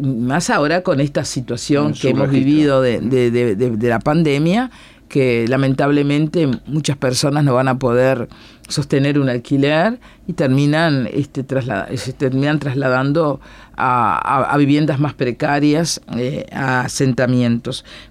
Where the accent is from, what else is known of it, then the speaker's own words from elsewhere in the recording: Cerro Largo, Uruguay; Yo soy de Cerro Largo, fuimos a Cerro Largo, pero fuimos a la localidad de Río Branco.